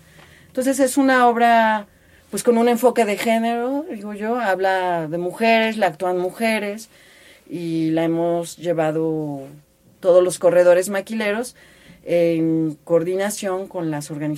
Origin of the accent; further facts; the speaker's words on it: Tehuacán, Puebla, Mexico; Soy de Tehuacán, en el estado de Puebla, en lo que es la Mixteca Poblana.